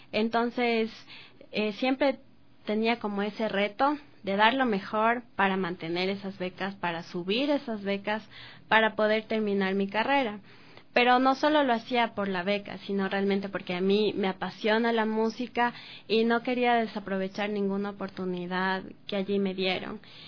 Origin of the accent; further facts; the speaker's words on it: Ecuador; Como ecuatorianos, como parte de estos géneros